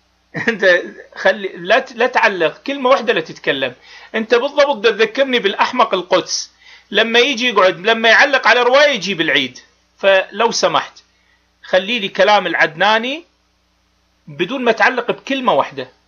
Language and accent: Arabic; Iraq; بابا انا ادفع الثمن كعراقي، انت شو معرفك بالعراق؟